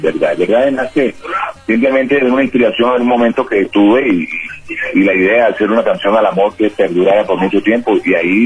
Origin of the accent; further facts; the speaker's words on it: Chocó, Colombia; En mi tierra, yo soy una tierra donde la salsa es una prioridad siempre para bailar y para las fiestas.